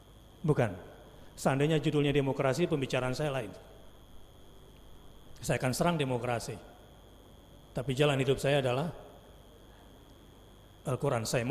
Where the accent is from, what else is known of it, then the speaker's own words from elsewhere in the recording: Jakarta, Indonesia; Saya orang Jakarta